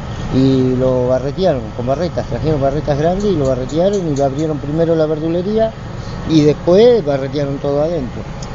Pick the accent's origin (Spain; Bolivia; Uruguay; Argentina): Argentina; Y yo no soy chino, yo soy argentino.